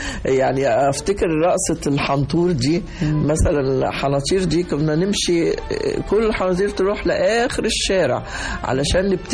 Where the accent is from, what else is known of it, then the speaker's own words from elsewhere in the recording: Egypt; يعني هيفضل ده علامة مميزة في السينما عندنا في مصر